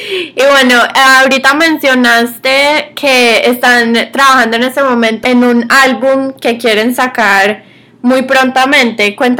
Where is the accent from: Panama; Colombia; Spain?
Colombia; Yo soy de Colombia, personalmente.